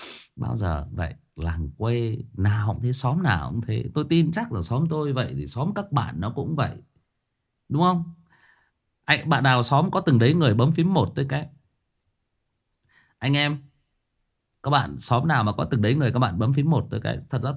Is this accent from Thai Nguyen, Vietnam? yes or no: yes; Thai Nguyen, Vietnam; Tôi thiệt thòi hơn nhiều anh chị em là tôi xa quê. Bố mẹ tôi thì quê gốc ở Hưng Yên, lên lập nghiệp ở trên Thái Nguyên. Và anh chị em tôi là được sinh ra và lớn lên ở đây.